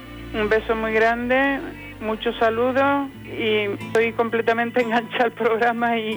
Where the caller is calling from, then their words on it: Seville, Andalusia, Spain; de Sevilla.